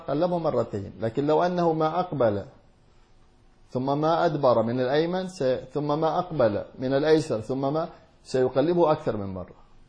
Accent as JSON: {"language": "Arabic", "region": "Hadramaut", "country": "Yemen", "said": "كما يفعله عندنا في حضرموت يأتون بالسدر"}